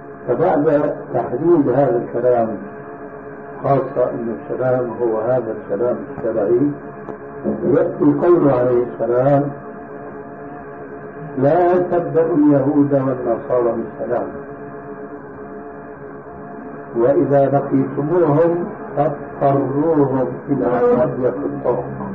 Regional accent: Syria; لذلك عندنا في سوريا إلى عام قريب كانوا ينقلون

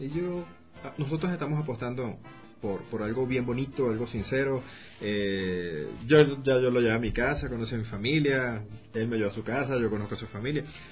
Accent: Venezuela; now in Ecuador; por lo menos aquí en Ecuador. Pero sí se puede, yo creo que sí se puede, porque yo en lo particular soy venezolano

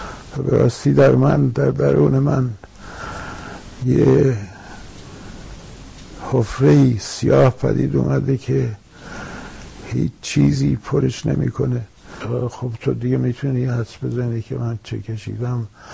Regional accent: Iran; درسته که اکنون بیرون از ایران هستم، ولی به هر حال ایران با من، ایران در من، زبان فارسی میهن من است، من هر جو برم ایران با منه. تمام خوابهای من به فارسیه

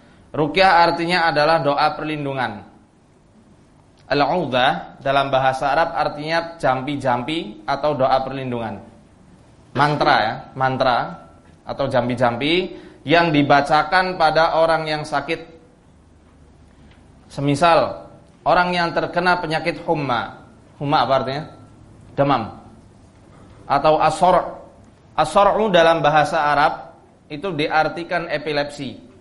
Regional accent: Purwokerto, Central Java, Indonesia; born there; dari Purwokerto, tempat daerah saya lahir

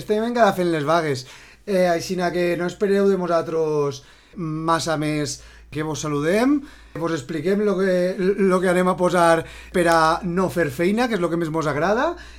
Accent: Valencia, Valencian Community, Spain; nosotros somos del Cabañal. El Cabañal es un barrio muy particular

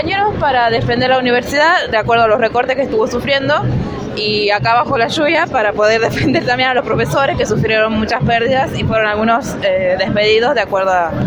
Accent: Merlo, Buenos Aires Province, Argentina; De Merlo.

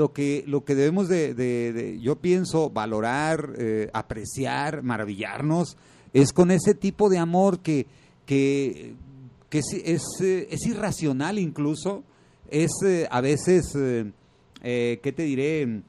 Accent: Tonalá, Jalisco, Mexico; pues ya va a ser a Guadalajara, a Tonalá, hombre, somos de Tonalá.

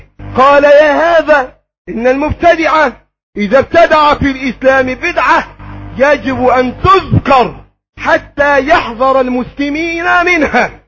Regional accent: Egypt; اللهم احفظ بلدنا مصر وسائر بلاد

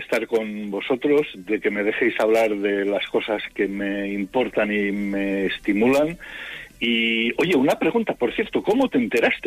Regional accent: Molins de Rei, Catalonia, Spain; estás en una localidad que para mí tiene mucho, mucho querer y mucho cariño y que está muy cerca de mi pueblo.

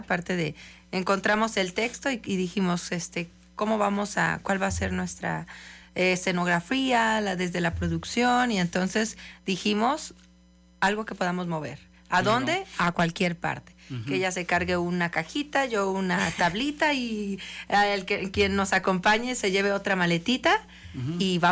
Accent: Morelia, Michoacán, Mexico; Yo vengo de Morelia.

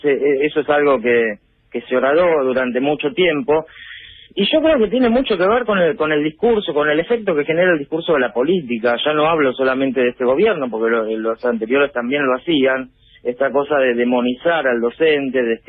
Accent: Avellaneda, Buenos Aires Province, Argentina; yo soy de Avellaneda y laburé siempre acá.

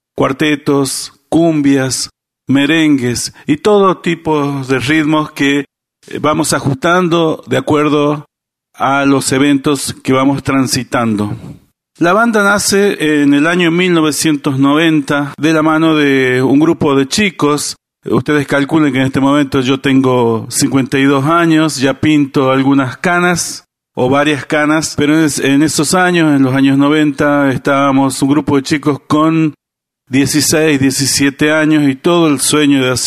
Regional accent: Chamical, La Rioja, Argentina; born there; nacimos e hicimos base en Chamical, provincia de La Rioja

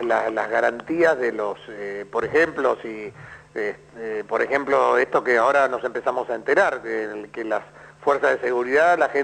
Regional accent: Buenos Aires, Argentina; Yo soy porteño, orgullosamente porteño

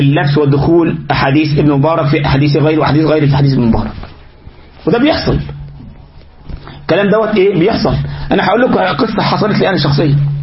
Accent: Egypt; الغلط يعني عندنا في مصر يقول لك ايه الحرام اللي بيسيب دليله وراه

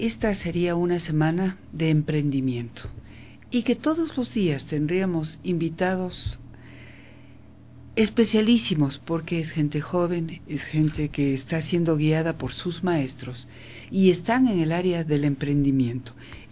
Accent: Ecuador; nos enorgullece a todos quienes somos ecuatorianos, a todos quienes tenemos sangre indígena también

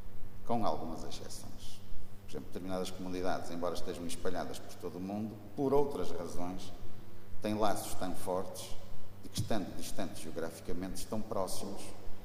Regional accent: Matosinhos, Norte, Portugal; born there; eu digo em todo o mundo que sou do Porto, mas na realidade nasci em Matosinhos, trabalho no Porto, moro em Matosinhos

